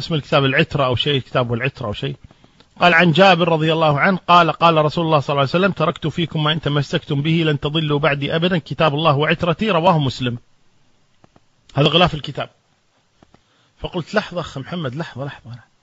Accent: Kuwait; في شارع عمان عندنا في الكويت

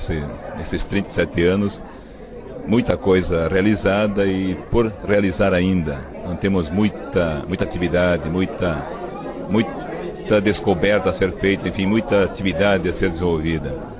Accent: Timbó, Santa Catarina, Brazil; Eu nasci em Timbó, plantando arroz desde pequeno. Eu cresci plantando arroz

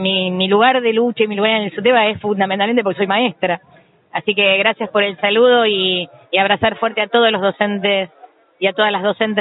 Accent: Castelar, Buenos Aires Province, Argentina; born there; si bien nací en Castelar

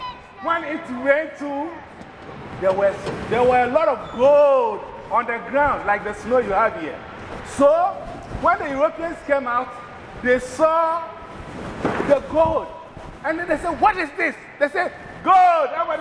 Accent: Ghana; I'm originally from Ghana, West Africa. My country, Ghana, used to be called Gold Coast.

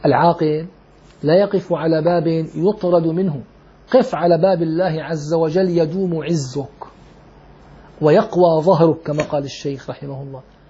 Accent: Damascus, Damascus Governorate, Syria; أنا كان عمري تقريبا 18 سنة، دخلت إلى مسجد عندنا في دمشق

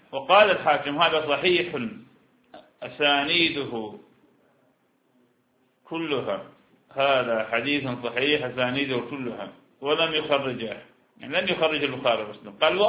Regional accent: Iraq; نحن لسنا، أنا عراقي وأنت شام، نحن لسنا حجازين

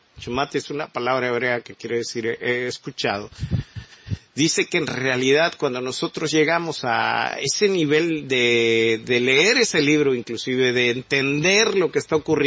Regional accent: Mexico; debemos de entender esto como mexicanos, como sociedad, como nación.

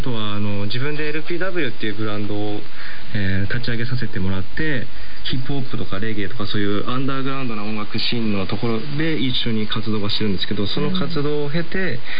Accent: Kawasaki, Kanagawa, Japan; 自分も川崎出身として

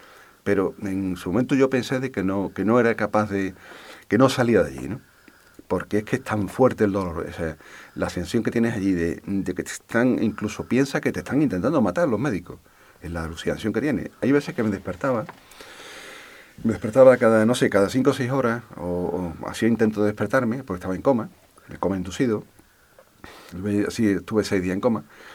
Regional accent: Alcalá de Guadaíra, Andalusia, Spain; una discoteca que hubo en mi pueblo, en Alcalá de Guadaira

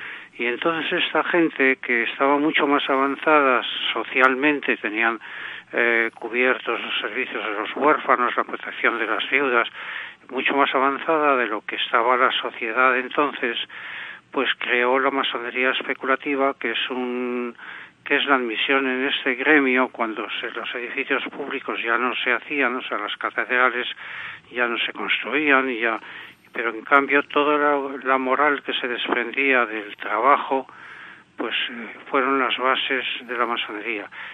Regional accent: France; el primer contacto con las logias que tuve fue ya en mi infancia en Francia

